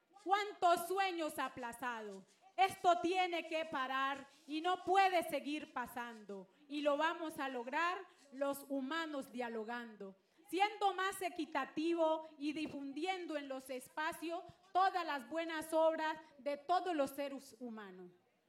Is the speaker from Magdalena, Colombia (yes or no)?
no; Cali, Valle del Cauca, Colombia; Desde el oriente de Cali, nosotros somos las mujeres de la Casa Cultural del Chontaduro.